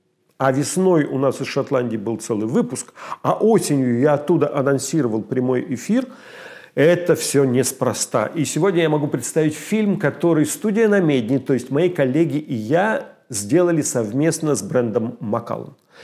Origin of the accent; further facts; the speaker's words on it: Uloma, Vologda Oblast, Russia; У меня на родине деревня Улома называется в Вологодской области. Финно-угорское название, как часто на нашем севере.